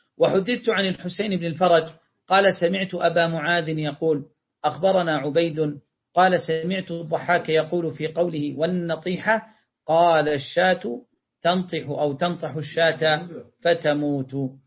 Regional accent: Yemen; لا شيخنا هذا موجود عندنا في اليمن

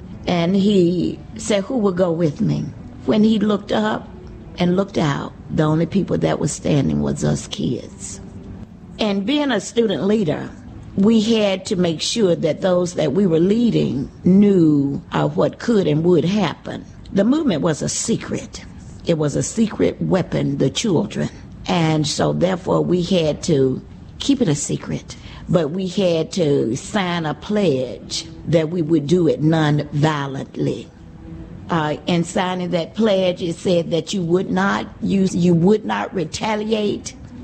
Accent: Birmingham, Alabama, United States; I'm from Birmingham, Alabama.

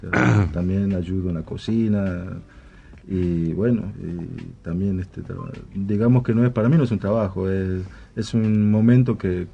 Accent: Tucumán, Argentina; now in Buenos Aires, Argentina; De Tucumán.

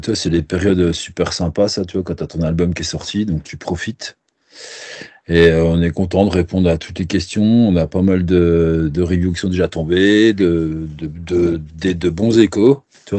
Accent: Besançon, Bourgogne-Franche-Comté, France; On est de Besançon, on a tous pas mal de groupes avant

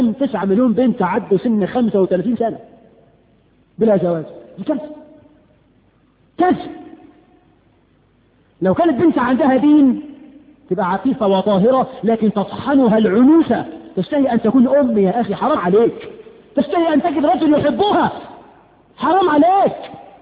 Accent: Egypt

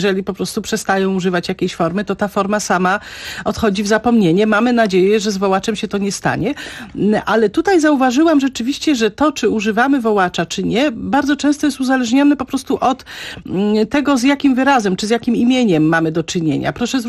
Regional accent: Kielce, Świętokrzyskie Voivodeship, Poland; ja się wychowałam w Kielcach i tam wtedy tego nie zauważyłam

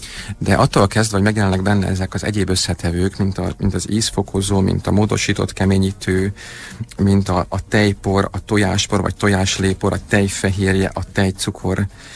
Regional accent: Budapest, Hungary; Budapesten a Havanna lakótelepen nőttem fel.

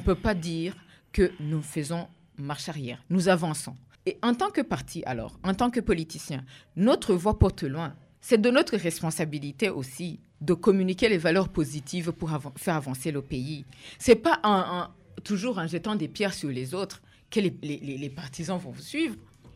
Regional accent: Burundi; Nous, nous sommes en train de nous ancrer au Burundi. Nous marquons notre identité comme des Burundais.

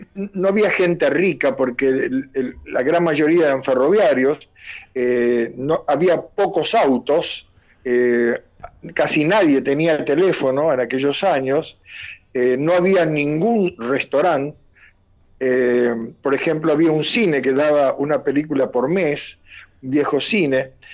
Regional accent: Laguna Paiva, Santa Fe, Argentina; en el pueblo de donde soy, Laguna Paiva, en la provincia de Santa Fe, mi padre era periodista.

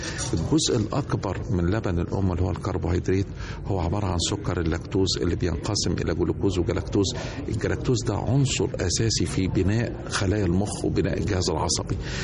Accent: Egypt; عمالة تتقلص عندنا في مصر

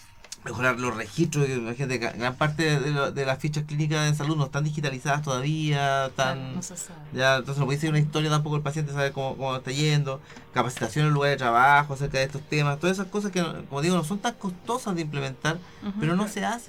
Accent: Chile; necesitamos bienestar como chilenos.

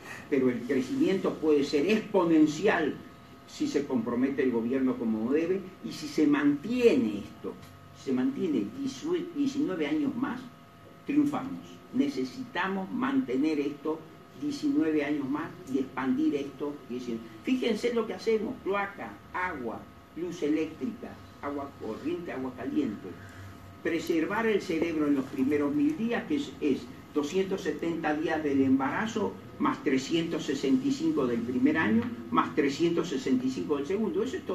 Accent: Argentina; Yo, como cualquier argentino, no hacemos eso.

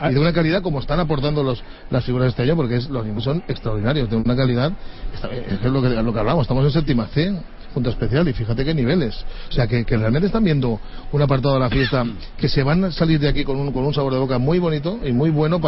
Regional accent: Valencian Community, Spain; tú al final tienes el sentimiento, como fallero, como valenciano, de que algo grande hemos conseguido

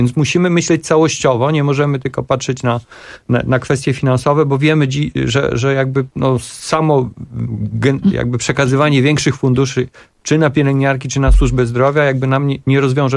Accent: eastern Poland, Poland; I ja akurat pochodzę z Polski Wschodniej i tam jak bywam

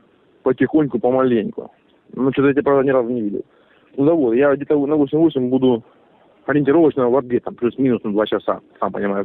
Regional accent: Horlivka, Donetsk Oblast, Ukraine; вот я вообще родом из Горловки, как бы, по сути-то. Я работал в милиции в Горловке, да?

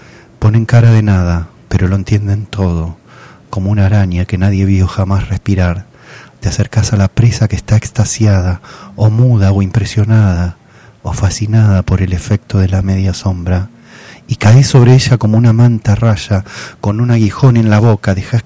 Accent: Argentina; yo soy un profesor argentino.

